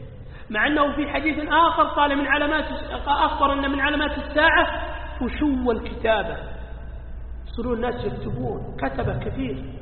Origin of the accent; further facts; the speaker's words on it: Saudi Arabia; عندنا في السعودية